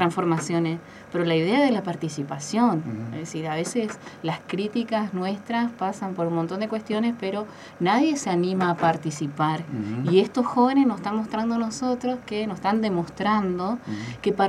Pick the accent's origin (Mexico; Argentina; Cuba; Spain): Argentina; Candelaria; viven muchas personas en Candelaria, en qué condiciones precarias viven en mi pueblo